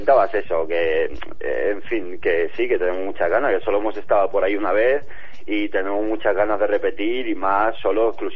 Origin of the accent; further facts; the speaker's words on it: Rubí, Catalonia, Spain; now in Terrassa, Spain; De Rubí, sí, pero bueno, ahora ya vivo en Terrassa, pero sí, soy de Rubí.